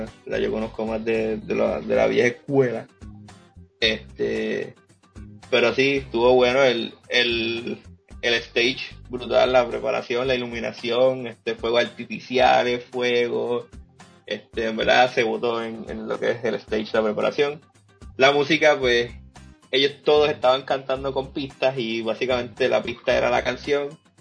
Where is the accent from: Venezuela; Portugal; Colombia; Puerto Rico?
Puerto Rico; Carolina; La soy de Carolina y embrace mi raíz.